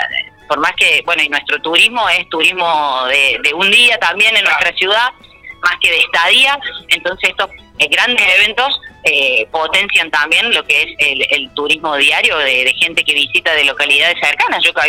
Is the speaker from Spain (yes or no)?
no; Argentina; lo que ha generado este último mundial para nosotros también como argentinos ha sido bastante movilizante